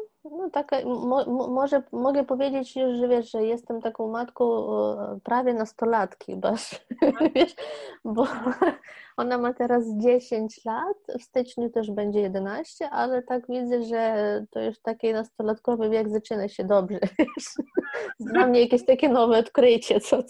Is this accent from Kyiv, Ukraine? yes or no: no; Lviv, Lviv Oblast, Ukraine; now in Kraków, Poland; tak? No, mieszkam i pracuję w Krakowie już od 4 lat. Przyjechałam ze Lwowa.